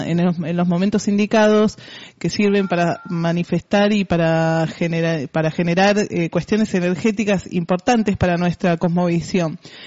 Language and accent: Spanish; Buenos Aires, Argentina; now in Junín, Argentina; Porque yo … no dejo de ser mapuche simplemente porque fui criada y nacida en Capital y me vine a vivir a Junín.